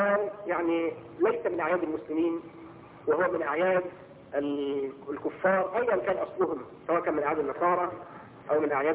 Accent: Egypt; تعرفين ان في عيد عندنا في مصر هنا يوم 7 يناير

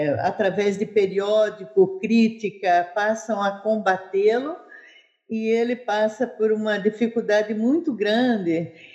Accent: São Miguel Arcanjo, São Paulo, Brazil; Não, eu sou de São Miguel Arcanjo.

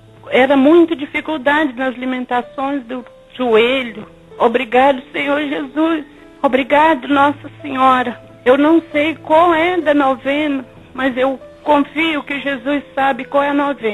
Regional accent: Ipatinga, Minas Gerais, Brazil; sou de Ipatinga, Minas Gerais.

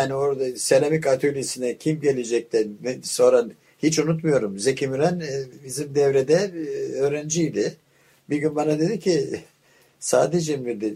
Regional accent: Istanbul, Turkey; born there; Ben 1927 İstanbul doğumluyum.

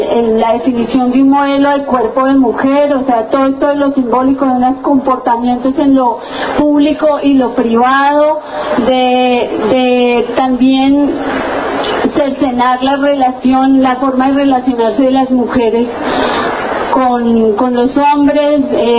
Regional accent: Colombia; now in Argentina; ya somos bastantes los colombianos y las colombianas que estamos aquí en la Argentina

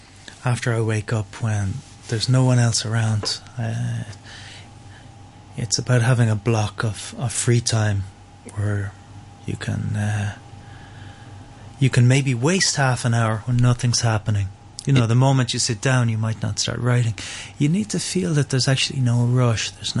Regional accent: Ireland; moved away as an adult; Yeah, well, I live in Romania, so I've lived outside Ireland. Well, I'm in my mid-40s now. I've lived outside Ireland for since I was 21.

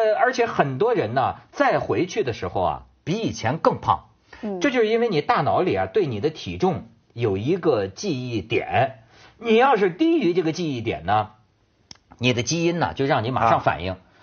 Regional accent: China; 我就很奇怪，我因为作为一个内地人

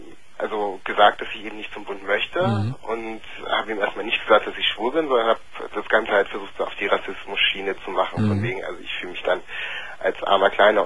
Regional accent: Germany; Ich bin Deutscher, ja.

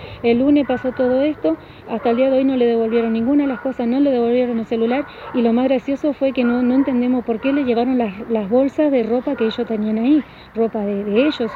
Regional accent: Argentina; Somos argentinos, vivimos en Argentina, merecemos una tierra.

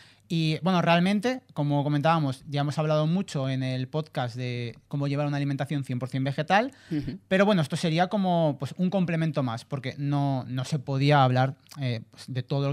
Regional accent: Tenerife, Canary Islands, Spain; Yo soy de Tenerife, sí, pero ¿Tenerife Norte o Tenerife Sur? Ah, yo soy de Tenerife Norte.

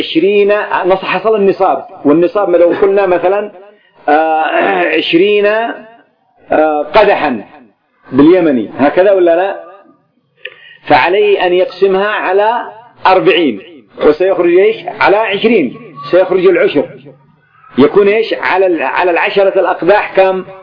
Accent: Yemen; عندنا في اليمن هنا في بلادي يقولون: اليوم سنذهب نسني، عندي نسني الماء، نسني الزراعة.

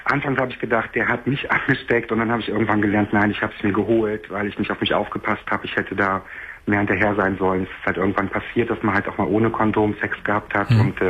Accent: Cologne, North Rhine-Westphalia, Germany; Hier, ich bin aus Köln auch

